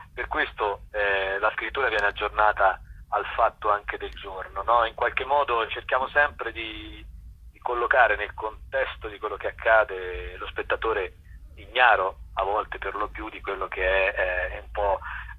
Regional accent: Tuscany, Italy; dall'osservazione anche di quello che succede in Toscana, siamo toscani

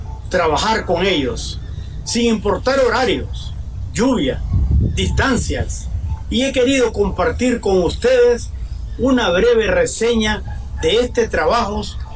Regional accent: Nicaragua; Me siento muy orgulloso como nicaragüense

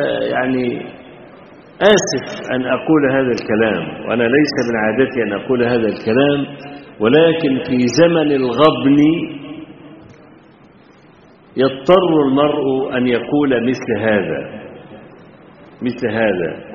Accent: Egypt; وإحنا عندنا في مصر بنزرع القطن طويل التيلة

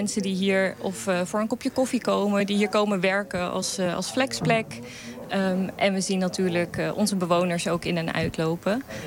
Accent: Ter Apel, Groningen, Netherlands; Oorspronkelijk kom ik uit Ter Apel. De hoofdstad van het COA, kun je wel zeggen. Van de asielketen.

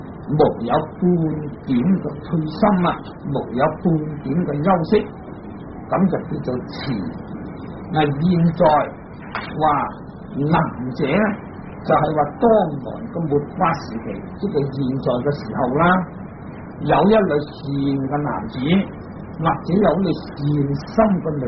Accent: China; 我们中国人以此中国文字所写成的经典，我们才可以读诵。

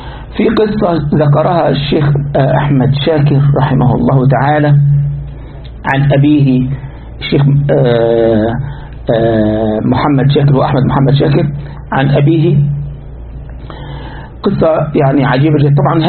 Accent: Egypt; عندنا في مصر في منطقة اسمها شبرا

